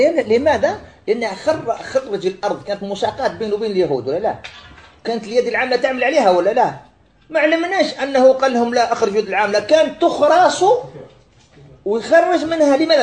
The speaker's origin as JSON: {"language": "Arabic", "country": "Algeria", "said": "والعمل اللي كاين ساير عند الوالد وعند غيره من الفلاحين عندنا في الجزائر"}